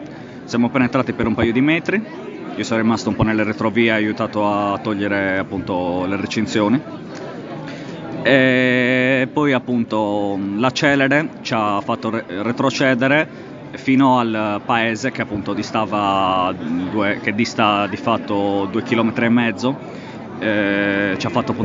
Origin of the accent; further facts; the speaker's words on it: Sardinia, Italy; io sono del Cagliaritano, ci siamo recati da Cagliari